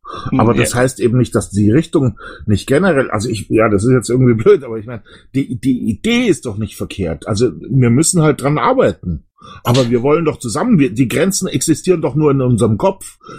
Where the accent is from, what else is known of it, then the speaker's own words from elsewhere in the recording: Bavaria, Germany; ich komme aus Bayern, wir sind ein Freistaat und trotzdem funktioniert's